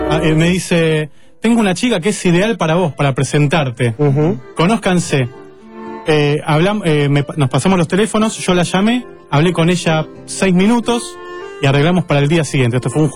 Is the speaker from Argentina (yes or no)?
yes; Argentina; Yo hablo en español porque soy argentino.